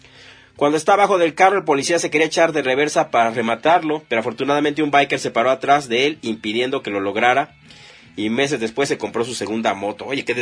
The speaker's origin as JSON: {"language": "Spanish", "region": "Mexico City", "country": "Mexico", "said": "muchos bikers también somos de la Ciudad de México y luego nos vamos a rodar a otro estado."}